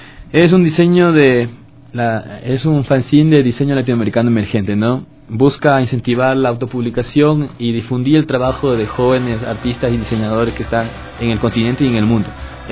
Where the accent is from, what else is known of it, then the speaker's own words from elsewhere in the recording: Mexico; Yo soy de México, por ejemplo